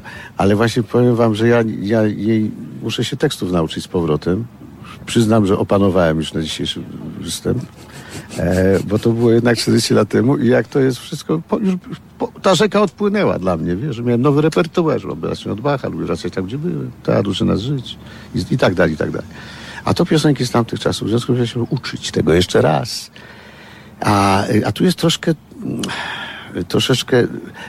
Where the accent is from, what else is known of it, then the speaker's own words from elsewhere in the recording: Kraków, Lesser Poland, Poland; się urodziłem w Krakowie, dzięki temu, że się wychowałem wśród takich mistrzów batuty jak Wisłocki, Kręc, Kort, Missona